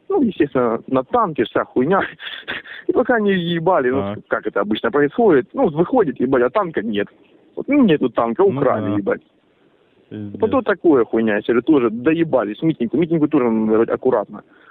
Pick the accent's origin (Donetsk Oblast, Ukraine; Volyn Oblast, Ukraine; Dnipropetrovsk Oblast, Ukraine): Donetsk Oblast, Ukraine; Horlivka; вот я вообще родом из Горловки, как бы, по сути-то. Я работал в милиции в Горловке, да?